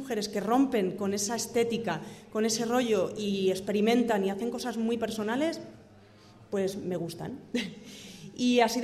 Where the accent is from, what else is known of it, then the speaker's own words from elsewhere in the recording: Valencia, Valencian Community, Spain; now in Granada, Spain; Yo me vine aquí por casualidades, yo soy de Valencia, y me vine aquí por casualidades de la vida, me quedé aquí